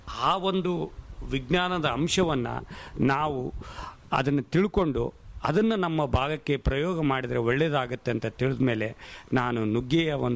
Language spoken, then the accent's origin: Kannada; Budugumpa, Karnataka, India; born there; ನಾನು ಹುಟ್ಟಿದ್ದು ಕಾರ್ಟಿಗೆ ಹತ್ರ ಬೂದುಗುಂಪದಿಂದ ಆಗಿರೋದ್ರಿಂದ